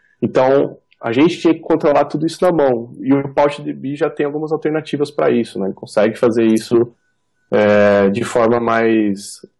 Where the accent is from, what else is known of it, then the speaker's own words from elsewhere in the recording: Valinhos, São Paulo, Brazil; born there; now in Campinas, Brazil; Eu moro aqui em Valinhos, eu moro em Campinas, mas eu nasci em Valinhos